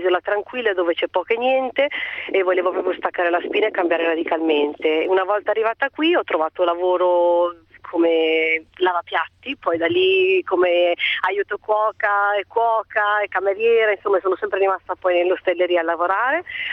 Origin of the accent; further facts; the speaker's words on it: Milan, Lombardy, Italy; moved away as an adult; now in Canary Islands, Spain; io verso i 29 anni, io sono di Milano, facevo la segretaria a Milano, a un certo punto mi sono stufata della mia città, del lavoro che facevo, ho preso, sono partita e sono venuta in Spagna, dove mi trovo adesso, alle Isole Canarie.